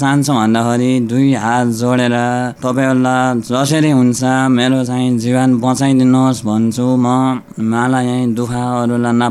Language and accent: Nepali; Gulmi, Lumbini Province, Nepal; हस्तिचौर 6 गुल्मी, तारा झिनेटा हो मेरो घर।